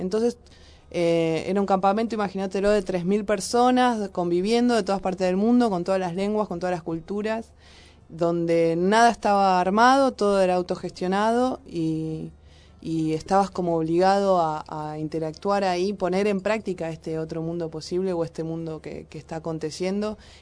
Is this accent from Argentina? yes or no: yes; Merlo, Buenos Aires Province, Argentina; Bueno, somos de Merlo en realidad y sí estamos militando